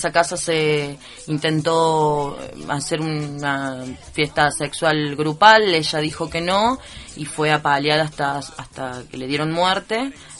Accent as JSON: {"language": "Spanish", "town": "Cruz del Eje", "region": "Córdoba", "country": "Argentina", "said": "Y ahora yo soy de Cruz del Eje y voy siguiendo muy el día los hechos de allá"}